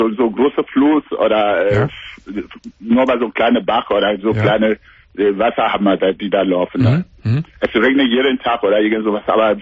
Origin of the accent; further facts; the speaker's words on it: Cameroon; German is a second language; Ich komme aus Kamerun.